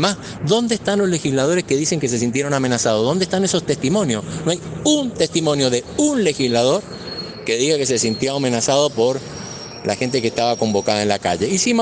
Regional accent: Argentina; de nuestros bienes comunes y de nuestros derechos como argentinos.

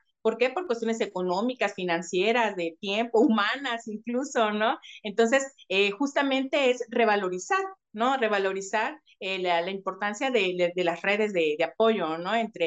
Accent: Villahermosa, Tabasco, Mexico; now in Veracruz, Mexico; no soy de Veracruz, ¿eh? Yo soy de Villahermosa, Tabasco, soy avecindada de aquí, ¿no?

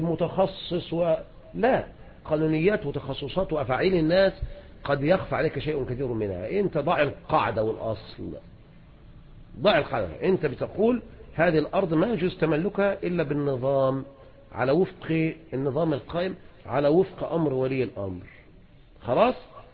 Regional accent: Egypt; هنا عندنا في مصر لا يتعلق شيء إذن بذلك

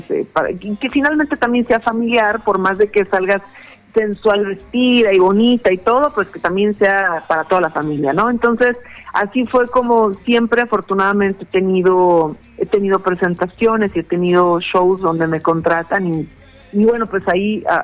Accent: Jalisco, Mexico; Bueno, mira, yo soy de Jalisco, que es un estado de acá de México, soy del estado de Jalisco.

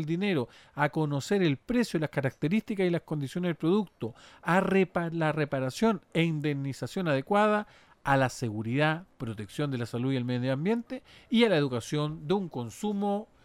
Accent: Chile; ¿Cómo somos los chilenos y las chilenas como consumidores?

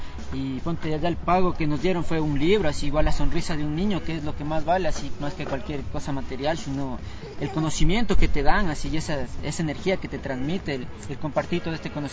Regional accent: Machachi, Ecuador; yo crecí allá en Machache hasta los 15 años y de ahí vine acá al Valle Verde

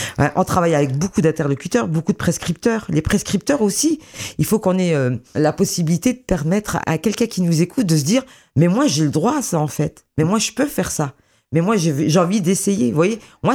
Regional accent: Grand Est, France; born there; Moi, je sais que je suis une Lorraine de naissance

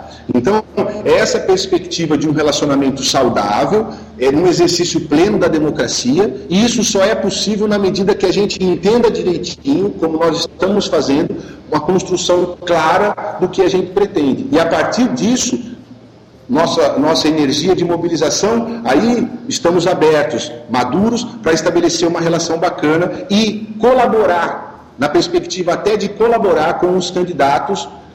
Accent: Brazil; Nós somos brasileiros, a gente pertence a esse todo.

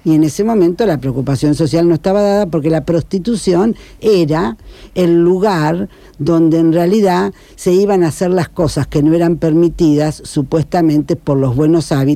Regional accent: Rosario, Santa Fe, Argentina; somos rosarinos y porteños, digamos, también tenemos una identidad.

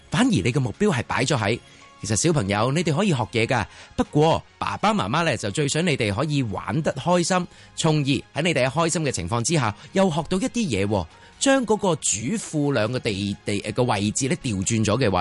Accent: Hong Kong; 但系呢句说话咧，就好似净得我哋香港人咁样讲噶。

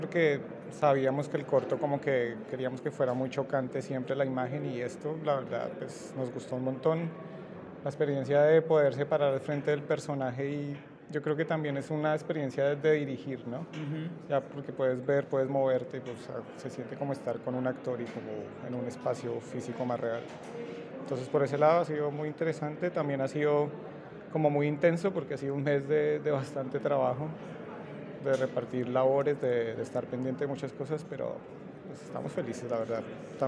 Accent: Madrid, Community of Madrid, Spain; Ya, soy de Madrid.

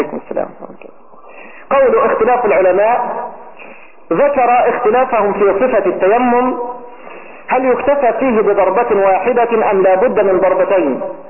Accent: Egypt; المعنى المشهور بين قومه بيننا هنا في مصر

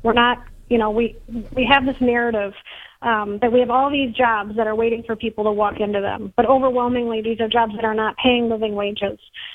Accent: Wisconsin, United States; And I grew up here in Wisconsin, and I know that we have a culture of caring for one another

